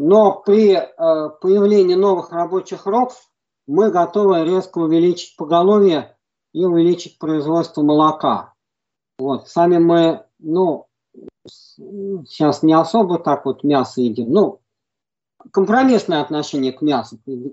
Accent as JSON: {"language": "Russian", "region": "Moscow", "country": "Russia", "tie": "born or raised there", "said": "я сам коренной москвич. Вот, хотел выехать из Москвы еще со студенчества."}